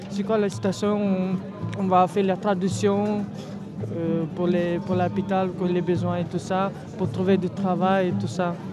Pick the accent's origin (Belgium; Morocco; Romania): Romania; French is a second language; moved away as an adult; now in France; j'ai fini ma école en Roumanie, j'ai arrivé ici pour travailler